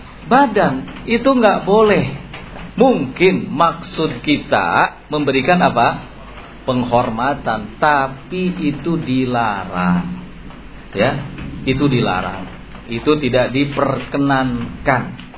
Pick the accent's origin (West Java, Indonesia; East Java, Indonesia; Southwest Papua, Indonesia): West Java, Indonesia; Kita nih orang Sunda terus terang, kadang-kadang seperti itu.